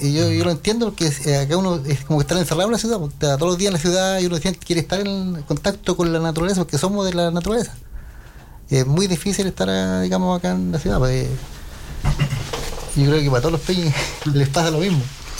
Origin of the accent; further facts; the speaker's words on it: Lautaro, Araucanía, Chile; en mi comunidad yo soy de Lautaro. Allá no se hacía nada.